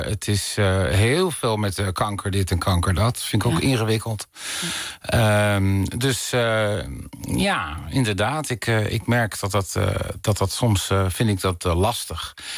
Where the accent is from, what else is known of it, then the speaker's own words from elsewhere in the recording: Dirksland, South Holland, Netherlands; born there; En dan ben ik in de Tuinstraat in Dirksland, waar mijn geboortedorp.